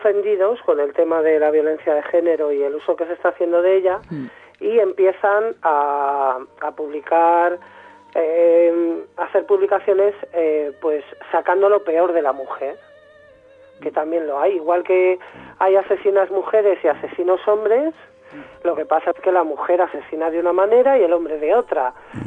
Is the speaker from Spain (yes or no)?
yes; Madrid, Community of Madrid, Spain; Yo soy de Lavapiés de toda la vida